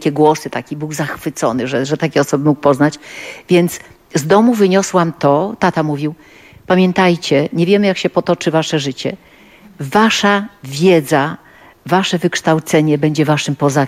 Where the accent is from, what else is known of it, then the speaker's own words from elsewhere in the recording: Gdańsk, Pomeranian Voivodeship, Poland; bo jestem gdańszczanką